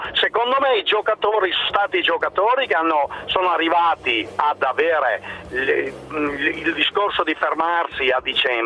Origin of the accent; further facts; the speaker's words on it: Verona, Veneto, Italy; io sono di Verona anch'io